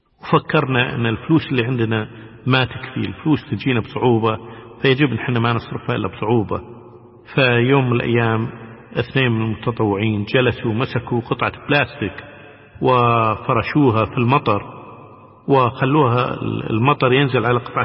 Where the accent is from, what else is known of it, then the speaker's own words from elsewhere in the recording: Kuwait; انتم من وين؟ نقول لهم احنا من الكويت